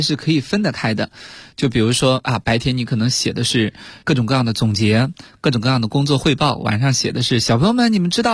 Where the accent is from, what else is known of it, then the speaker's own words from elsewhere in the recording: Shaanxi, China; 然后像我的家乡陕西